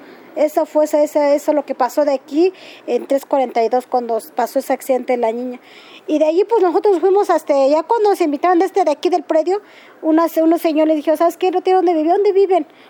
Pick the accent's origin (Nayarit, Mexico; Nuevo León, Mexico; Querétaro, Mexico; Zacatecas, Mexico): Querétaro, Mexico; Santiago Mexquititlán; moved away; Nosotros vinimos del estado de Querétaro, municipio Amealco, Santiago Mixtitlán.